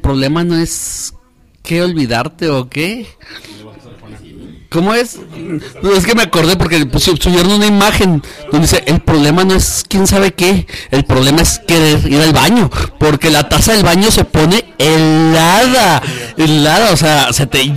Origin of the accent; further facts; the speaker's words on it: Ciudad Juárez, Chihuahua, Mexico; yo es muy gracioso porque somos de Juárez, estamos acostumbrados a los fríos